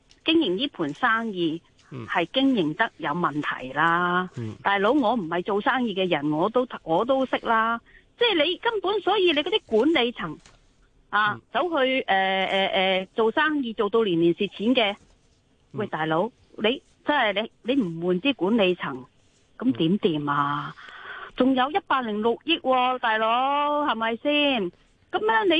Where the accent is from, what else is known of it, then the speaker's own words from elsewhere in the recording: Hong Kong; 我係香港土生土長，